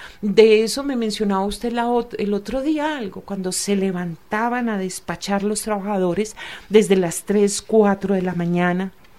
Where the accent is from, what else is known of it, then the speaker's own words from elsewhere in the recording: Antioquia, Colombia; Pero lo que somos los antioqueños no nos podemos dar pues de mucha nobleza ni mucha aristocracia